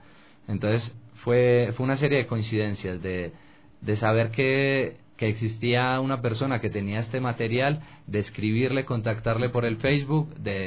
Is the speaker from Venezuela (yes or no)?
no; Colombia; moved away; also born or lived in Spain; Porque salí de Colombia, y al salir de Colombia como que me fui a España y empecé a mirar a mi país desde afuera